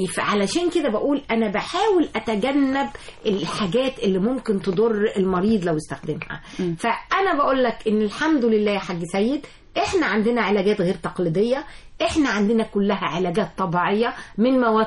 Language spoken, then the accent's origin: Arabic; Egypt; احنا كمصريين لنا بشره جميله ولنا بشره خمريه